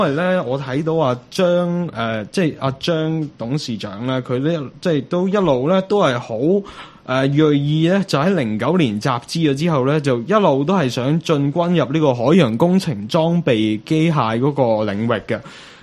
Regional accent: China; 我哋中国人有句说话就叫做舌头赚尾啊嘛

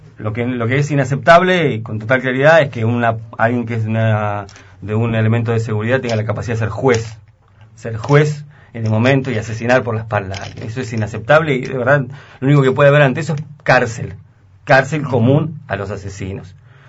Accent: El Bolsón, Río Negro, Argentina; la zona de donde yo soy, la zona del Bolsón

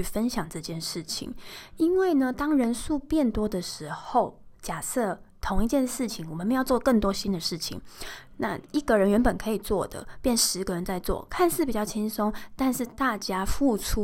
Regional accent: Taiwan; 我们台湾人其实蛮常被人家说哦，你怎么那么鸡婆啊干嘛

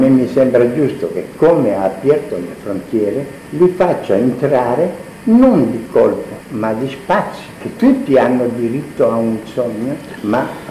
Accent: Italy; Spanish is a second language; Yo soy italiano.

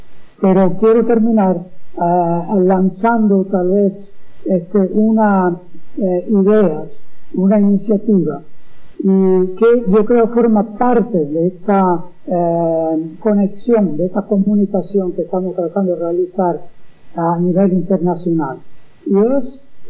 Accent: Venezuela; now in Vancouver, Canada; Soy venezolano canadiense. Soy venezolano y lo digo con mucho orgullo, aun cuando he vivido en este país por 37 años. Salí cuando lo peor de la Cuarta República, en los años 80.

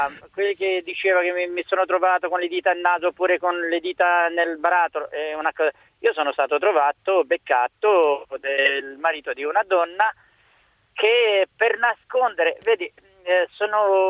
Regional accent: Romania; Italian is a second language; now in Arezzo, Italy; No, io sono rumeno, un straniero.

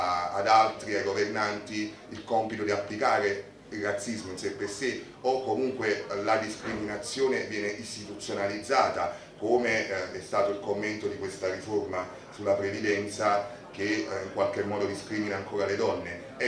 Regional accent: Naples, Campania, Italy; quando sto con gli italiani, quando sto con i napoletani, sono di Napoli

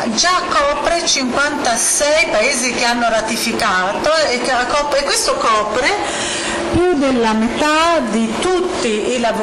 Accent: United States; io sono scettico in quanto statunitense

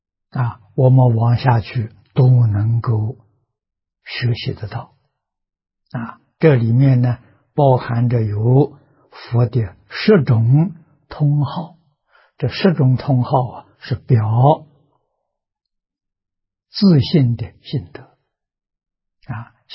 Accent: China; 无量数，也就是我们中国人常讲的无量无数的意思啊。

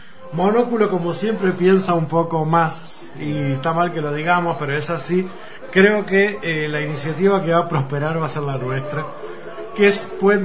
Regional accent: Uruguay; se nos contempla más como ciudadanos, como comunicadores, como uruguayos

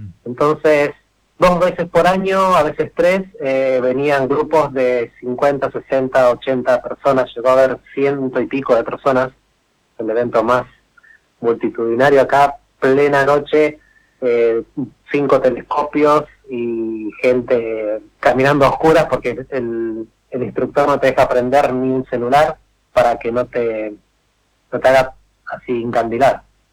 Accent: Buenos Aires Province, Argentina; yo nací y me crié en Buenos Aires, en conurbano bonaerense, en zona oeste, uh-huh. Y bueno, mi mamá es cordobesa y mi papá es florense.

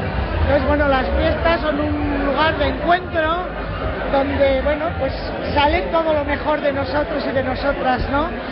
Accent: Navarre, Spain; nos sentimos orgullosos como navarros y navarras y por la parte que nos toca.

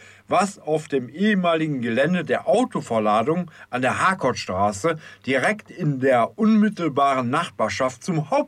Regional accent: Düsseldorf, North Rhine-Westphalia, Germany; das hört man als Düsseldorfer gerne, Aufwertung des Mintrop-Platzes.

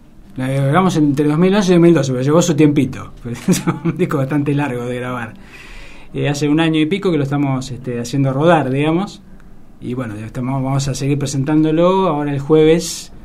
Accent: Olavarría, Buenos Aires Province, Argentina; yo en realidad me crié en Olavarría, que es una ciudad que está...

